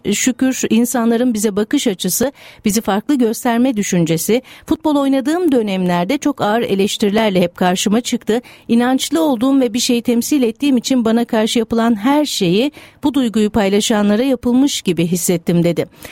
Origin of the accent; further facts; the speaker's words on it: Sakarya, Turkey; born there; Ben de Türk değilim. Türkiye'de Sakarya'da doğdum ama Kosova göçmeni bir ailenin çocuğuyum.